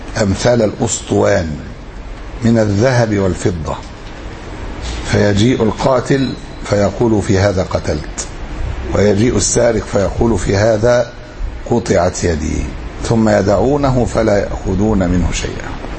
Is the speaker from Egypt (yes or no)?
yes; Egypt; احنا عندنا في أسوان وما حولها